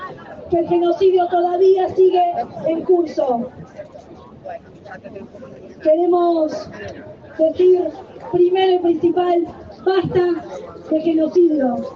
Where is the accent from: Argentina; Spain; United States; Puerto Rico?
Argentina; Como pueblo argentino exigimos la ruptura de relaciones de Argentina con Israel.